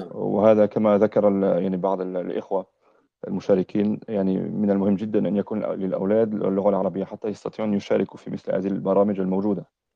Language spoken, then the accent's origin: Arabic; France; now in United Kingdom; أنا فرنسي الأصل، أسلمت قبل أكثر من 20 سنة في فرنسا، ثم عشت بعض السنوات في بعض بلاد المسلمين، ثم عشت أكثر من 10 سنين في بريطانيا.